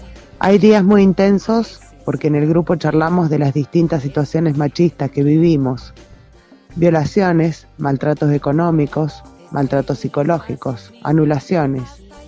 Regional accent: Santa María de Punilla, Córdoba, Argentina; de Santa María de Punilla, Córdoba.

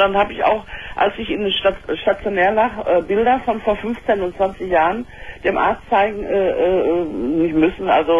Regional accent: Dortmund, North Rhine-Westphalia, Germany; Wir haben in Dortmund, ich komme aus Dortmund, nur einen Hormonspezialisten

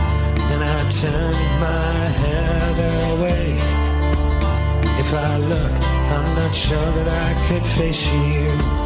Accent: Rome, Lazio, Italy; Io sono molto romano, lui è molto milanese

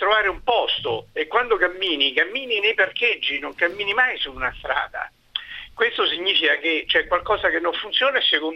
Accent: Rome, Lazio, Italy; Io sono di Roma e ho una antica esperienza di questa città. Quando eravamo piccoli, noi abitavamo al centro

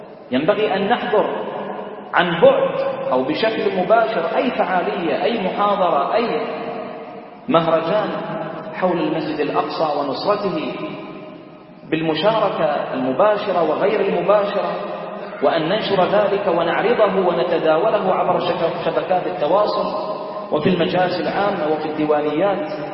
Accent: Bahrain; اللهم احفظ بلدنا البحرين

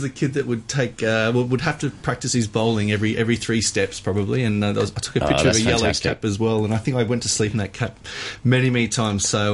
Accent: Sydney, New South Wales, Australia; Well, I am from Sydney.

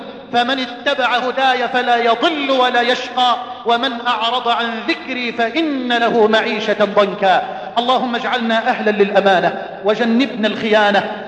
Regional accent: Egypt

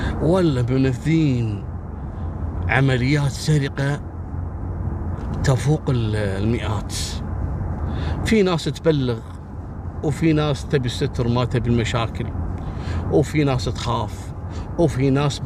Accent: Kuwait; أصحاب هواية المشي يروحوا له أماكن معروفة عندنا في الكويت

